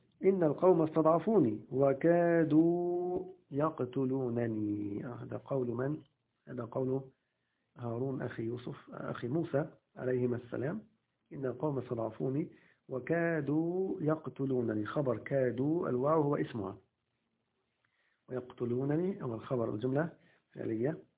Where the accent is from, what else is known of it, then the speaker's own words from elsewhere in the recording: Egypt; في المدارس التعليمية الحكومية عندنا في مصر